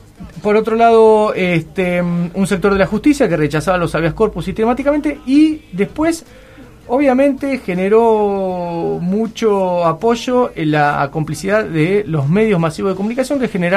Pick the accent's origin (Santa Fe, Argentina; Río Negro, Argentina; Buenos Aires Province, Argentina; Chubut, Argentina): Buenos Aires Province, Argentina; La Plata; nosotros somos de La Plata